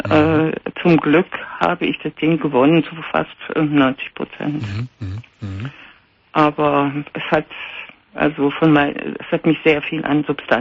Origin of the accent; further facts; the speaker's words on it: East Germany, Germany; Also, ich habe eine 3 Jahre jüngere Schwester. Wir haben sehr viel zwangsläufig auch miteinander erlebt. Wir sind aus der DDR, wir haben uns auch geflohen zusammen mit Mutter und so weiter und so fort.